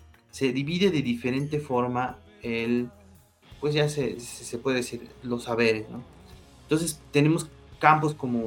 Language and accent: Spanish; Mexico; Y como mexicanos y como seres humanos, entendemos que esta perspectiva